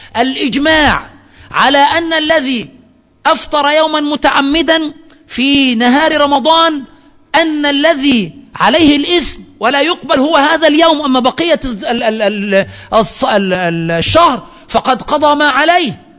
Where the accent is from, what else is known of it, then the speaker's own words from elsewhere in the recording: Egypt; هنا من الأمور السيئة التي وجدت عندنا في مصر